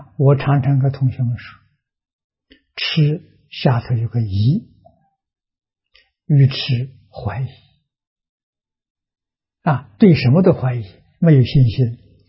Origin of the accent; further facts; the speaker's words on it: China; 啊，我们中国人因为看到有5种原译本